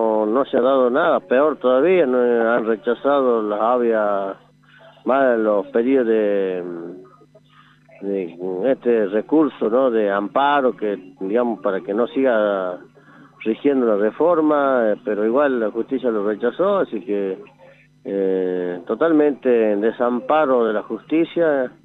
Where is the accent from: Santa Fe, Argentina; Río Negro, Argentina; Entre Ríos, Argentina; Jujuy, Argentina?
Jujuy, Argentina; preguntaron dónde somos, ellos dijimos, somos de Jujuy